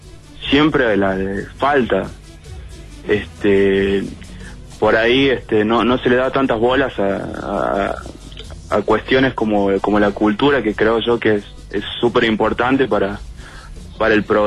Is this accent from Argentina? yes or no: yes; Frías, Santiago del Estero, Argentina; No, yo soy de Frías.